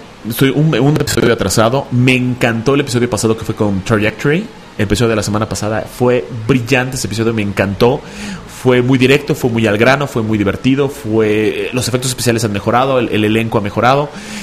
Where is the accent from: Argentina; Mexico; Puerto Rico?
Mexico; Mérida, Yucatán; nos escuchan desde Mérida, Yucatán. Mi tierra.